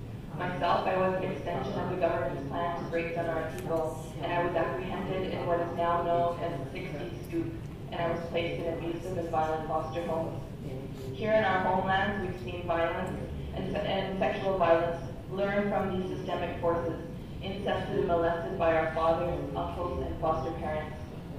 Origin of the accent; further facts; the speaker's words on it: British Columbia, Canada; I come from the Thompson Nation in the southern interior of British Columbia, Canada.